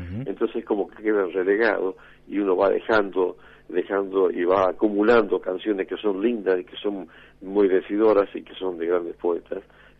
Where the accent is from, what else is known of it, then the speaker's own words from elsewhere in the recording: Cafayate, Salta, Argentina; also born or lived in Metán; Yo sí, nací en Cafayate, después viví en Metán, pero sí, siempre en la provincia de Salta